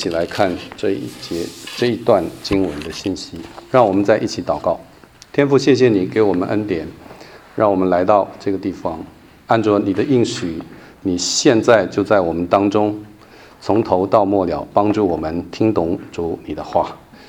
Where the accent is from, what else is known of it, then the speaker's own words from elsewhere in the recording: Taiwan; born there; 像我就是山东第2代台湾生的山东人，冒牌的啊。我说我是山东人，但我从来没有去过山东啊。